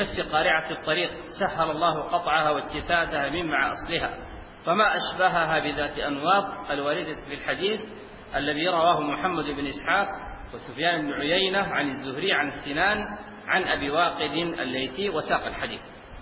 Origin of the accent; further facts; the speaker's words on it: Sudan; في بعض المناطق عندنا في السودان